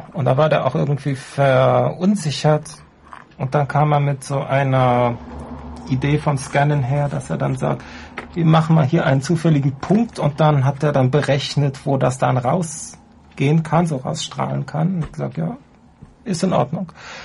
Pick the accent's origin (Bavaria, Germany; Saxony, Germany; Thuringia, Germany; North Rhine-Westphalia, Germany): North Rhine-Westphalia, Germany; Ich bin also aus dem Rheinland, das Hinterland von Köln und Bonn, der Landkreis Erftkreis, aufgewachsen in so einer Siedlung aus den 70er Jahren.